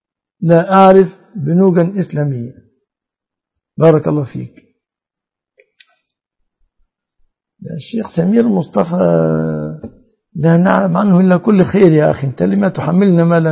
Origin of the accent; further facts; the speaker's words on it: Egypt; الصداق عندنا في مصر الآن الغالب ده الغالب يتمثل في شبكة للذهب